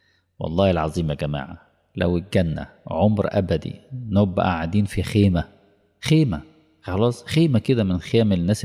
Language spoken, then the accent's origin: Arabic; Egypt; طبعا مش اقصد مصر يعني كمصري